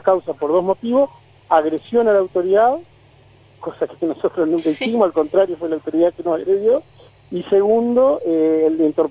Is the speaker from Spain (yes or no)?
no; Concepción del Uruguay, Entre Ríos, Argentina; yo soy de Concepción del Uruguay, que está